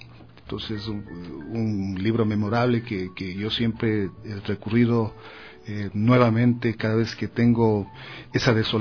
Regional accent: Yaruquí, Pichincha, Ecuador; born there; Yo tengo que decirles que nací en Yaruquí, o sea, soy de una parroquia rural de Quito.

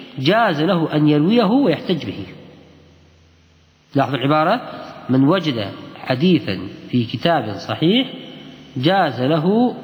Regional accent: Kuwait; نفس العجين البر عندنا بالكويت ريحة ريحة المني

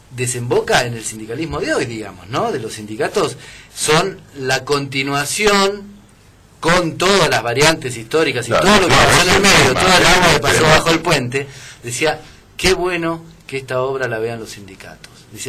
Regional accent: Chaco, Argentina; yo vivía en el Chaco, yo soy chaqueño. Ajá. Vivía en el campo, no teníamos luz eléctrica. Ah. Era una zona rural sin luz eléctrica.

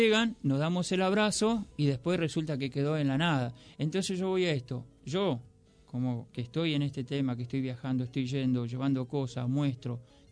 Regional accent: Formosa, Argentina; Yo hace poquito vine de allá de mi pueblo, ¿no? De Formosa Capital.

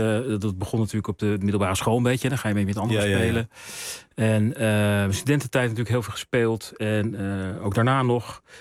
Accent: Heemstede, North Holland, Netherlands; In Heemstede.

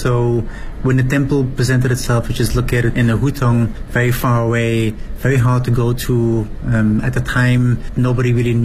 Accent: Belgium; now in Beijing, China; I am from Belgium. I've been in Beijing for about 10 years now.

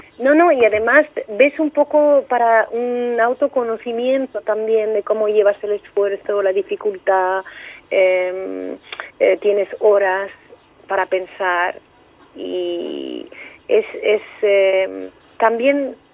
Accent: Cariatís, Andalusia, Spain; pues concretamente en mi pueblo, en Cariatís, que está, bueno, en un valle a 70 kilómetros al norte de Almería

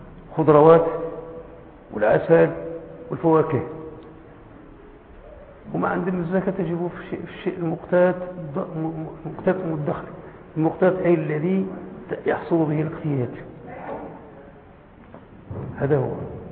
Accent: Morocco; وعندنا في المغرب ما عندناش الجاموس

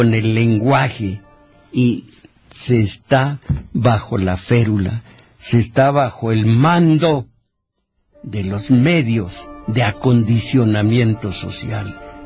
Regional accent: Mexico; Yo no estoy orgulloso de ser mexicano.

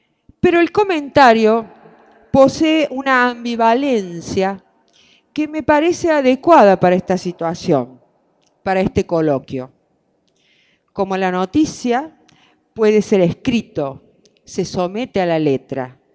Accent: Córdoba, Argentina; se habrán dado cuenta que soy cordobesa

